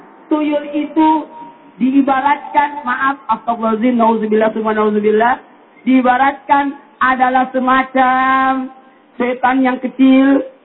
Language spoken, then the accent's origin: Indonesian; Sulawesi, Indonesia; sama-sama dari Sulawesi, asal Sabi.